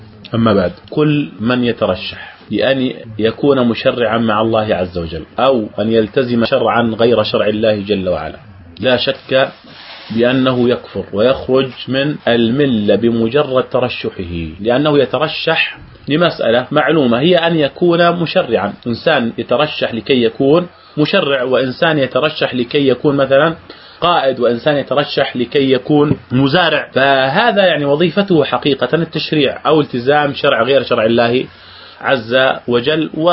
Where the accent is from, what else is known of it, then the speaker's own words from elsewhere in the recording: Jordan; قبل أن ينزل الانتخابات البرلمانية عندنا في الأردن